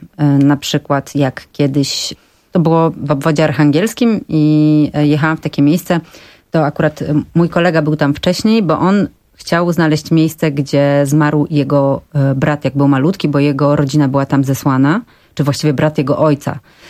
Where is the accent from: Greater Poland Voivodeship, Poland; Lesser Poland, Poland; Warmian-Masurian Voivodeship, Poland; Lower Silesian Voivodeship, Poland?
Warmian-Masurian Voivodeship, Poland; Elbląg; born there; Rodzina mojej mamy mieszka w Elblągu i ja się urodziłam w Elblągu i pierwsze 2 lata życia spędziłam w Elblągu.